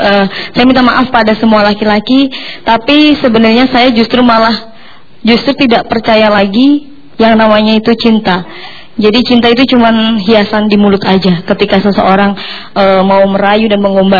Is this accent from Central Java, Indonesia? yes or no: yes; Jepara, Central Java, Indonesia; saya dari Jepara.